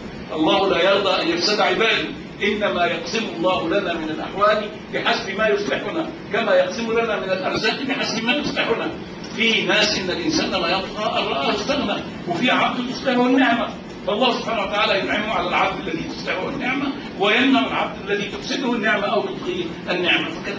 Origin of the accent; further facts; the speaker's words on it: Qatar; اقول لهم لا انا من قطر. قطر؟ قطر دي فين؟ اقعد اقول لهم يعني في الجزيره العربيه.